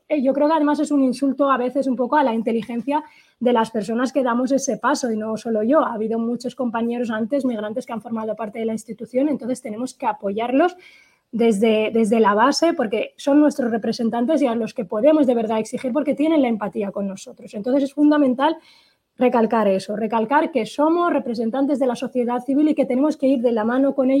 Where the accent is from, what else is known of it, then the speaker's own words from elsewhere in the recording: Western Sahara; saharaui, estamos acostumbrados, nacemos prácticamente haciendo política